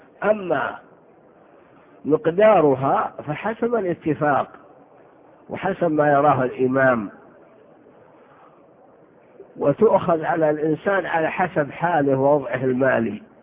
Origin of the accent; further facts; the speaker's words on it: Saudi Arabia; دومة الجنة هذه بلاد في الجوف عندنا في الشمال